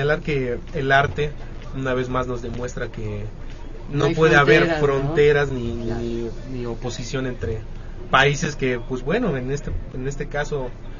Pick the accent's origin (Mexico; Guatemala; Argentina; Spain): Mexico; Nosotros como mexicanos